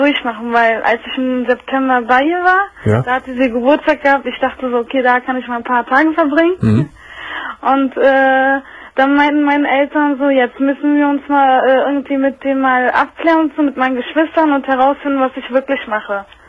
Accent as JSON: {"language": "German", "country": "Turkey", "lives_now": "Berlin, Germany", "said": "Wir kommen aus der Westtürkei"}